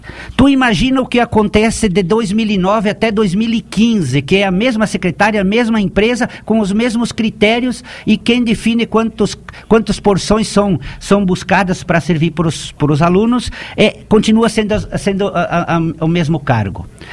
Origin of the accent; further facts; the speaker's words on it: Chapecó, Santa Catarina, Brazil; eu nasci em Chapecó, eu continuo morando na mesma propriedade onde eu nasci.